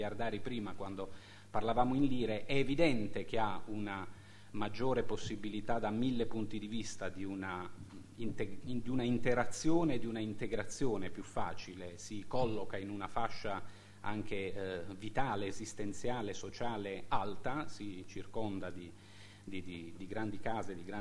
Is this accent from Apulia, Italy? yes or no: yes; Bari, Apulia, Italy; io sono di Bari